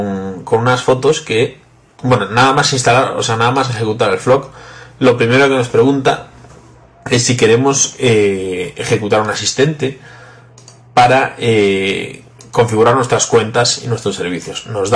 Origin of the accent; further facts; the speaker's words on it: Vigo, Galicia, Spain; soy de Vigo, España.